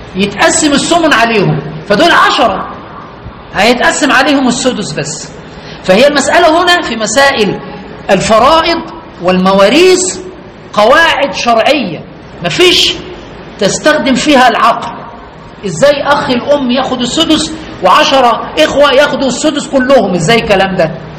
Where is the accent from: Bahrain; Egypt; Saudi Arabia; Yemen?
Egypt; عندنا في مصر